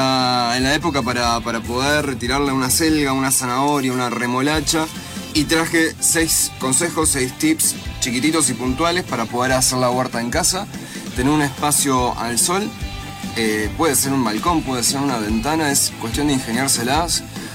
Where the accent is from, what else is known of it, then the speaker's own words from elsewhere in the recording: Neuquén, Argentina; Sí, el valle, el alto valle de Río Negro en Neuquén.